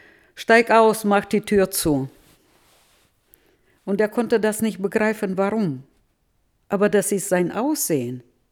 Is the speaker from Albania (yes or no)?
no; Novotroitsk, Orenburg Oblast, Russia; now in Germany; ich komme aus Nowotroiz, das sind nur 20 Kilometer der Differenz.